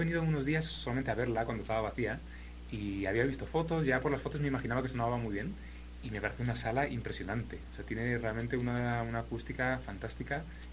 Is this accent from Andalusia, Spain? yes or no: no; Madrid, Community of Madrid, Spain; Yo soy madrileño. Soy de Madrid y, bueno, vivo en Madrid y trabajo en Salamanca. Entonces, bueno, estoy un poco siempre entre las dos ciudades.